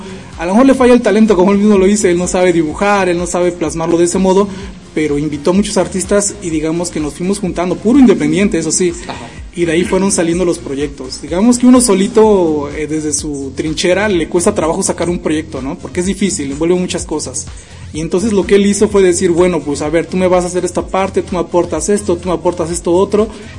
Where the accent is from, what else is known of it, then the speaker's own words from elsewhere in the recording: Veracruz, Mexico; ojalá y sea este año también tocar algo de aquí en mi país y decir pues también estoy en Veracruz, estoy en México y algo local